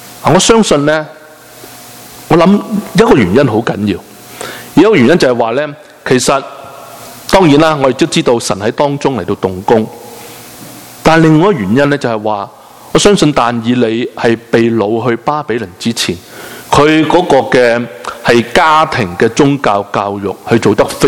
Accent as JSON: {"language": "Cantonese", "country": "China", "said": "餐餐食斋，餐餐饮水，对我们中国人来讲更加的困难"}